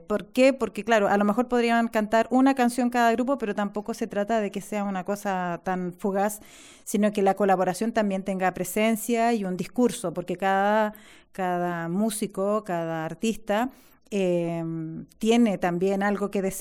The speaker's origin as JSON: {"language": "Spanish", "country": "Chile", "lives_now": "Spain", "said": "Aquí, de hecho, en esta performance hay personas que somos de Chile"}